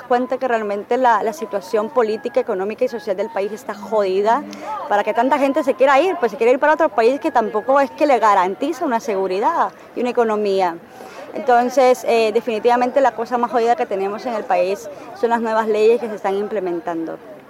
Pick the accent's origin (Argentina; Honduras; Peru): Honduras; lo más jodido que tenemos en Honduras para trabajar justamente ese tema son las políticas